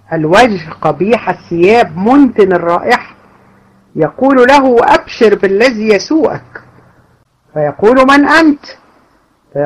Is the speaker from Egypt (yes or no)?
yes; Egypt; وده المشهور عندنا في مصر